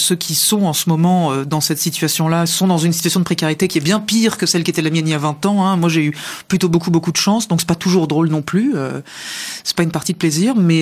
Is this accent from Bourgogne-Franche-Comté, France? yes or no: no; Nancy, Grand Est, France; parce que je venais de Nancy, que je faisais du sport à Nancy